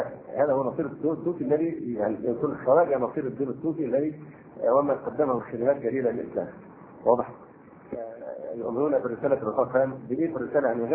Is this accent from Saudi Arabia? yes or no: no; Egypt; فموضوع ان المصريين هم بيعزونا عشان احنا مصريين